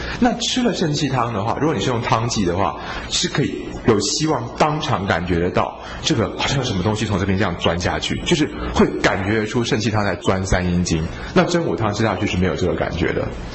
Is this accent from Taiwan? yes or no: yes; Taiwan; 但是你要想想看，我们台湾人就是这么有爱心哦